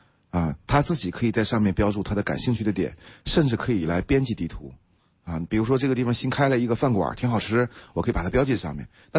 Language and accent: Chinese; Dandong, Liaoning, China; now in Beijing, China; 我在北京，我找找自己的家，我老家是辽宁省丹东市